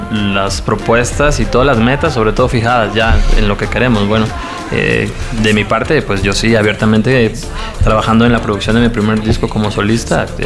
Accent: Mexico; he batallado para poder conseguir un espacio en mi país, en México

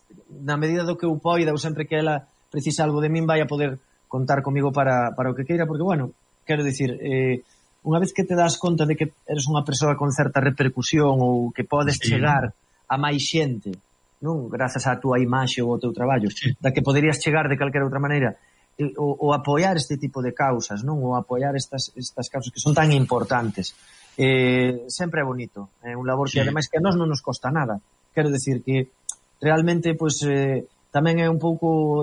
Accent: Arteixo, Galicia, Spain; eu sempre digo que son de Arteixo a un lado

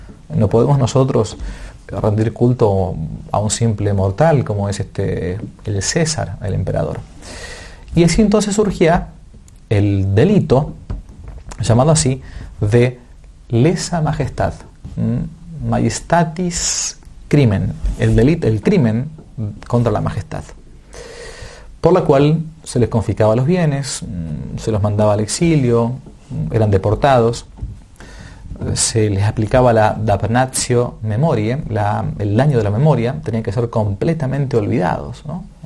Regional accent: Argentina; una Villa Miseria aquí en mi país, Argentina

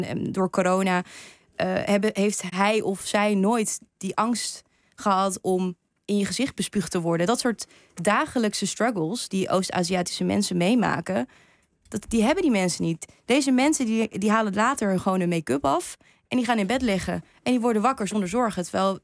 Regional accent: Japan; als ik zei dat ik uit Japan kwam.

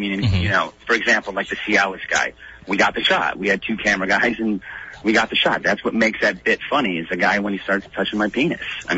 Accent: Chicago, Illinois, United States; moved away as an adult; I grew up in Chicago. It's freezing cold.

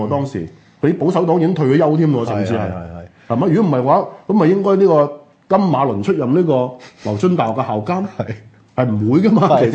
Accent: New Territories, Hong Kong; 其實佢話我哋新界人睇新界東同新界西，起碼每區有一席

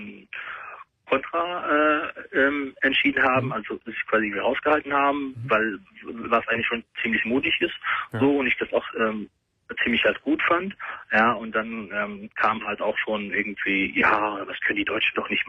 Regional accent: Germany; Moslem geboren, bin in Deutschland groß geworden.

